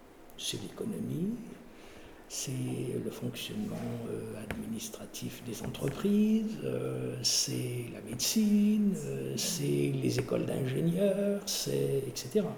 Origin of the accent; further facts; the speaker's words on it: France; born there; Il se trouve que je suis né en France, et donc j'ai été déclaré à l'état civil en France, et comme beaucoup de Kabyles